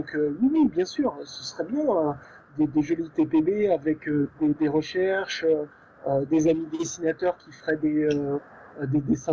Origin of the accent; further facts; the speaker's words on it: Paris, Île-de-France, France; Nous, on est de Paris, donc naturellement, on a couvert l'Île-de-France, puisque c'est chez nous.